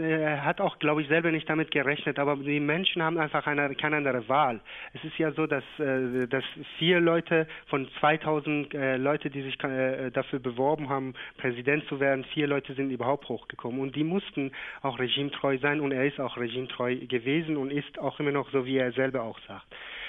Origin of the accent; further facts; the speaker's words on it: Shiraz, Fars, Iran; auch in Shiraz, wo ich herkomme, mit der Stadt telefoniere ich auch.